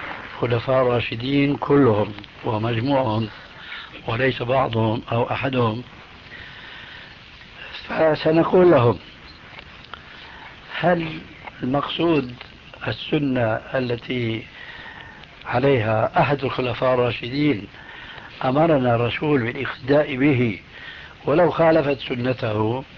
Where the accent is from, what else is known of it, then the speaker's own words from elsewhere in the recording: Damascus, Damascus Governorate, Syria; أخوه عندنا في دمشق